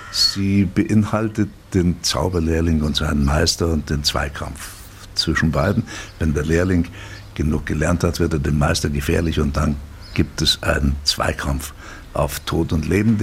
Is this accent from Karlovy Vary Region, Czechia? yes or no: no; Liberec, Liberec Region, Czechia; Ich stamme aus Reichenberg in Böhmen, an einer Stelle, wo sich schlesische, obersächsische Mundart und Überlieferung auch mit slawischen Überlieferungen treffen.